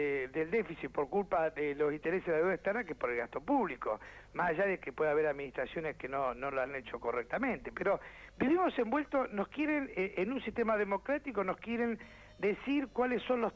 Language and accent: Spanish; Chubut, Argentina; yo soy de la Patagonia, soy de Chubú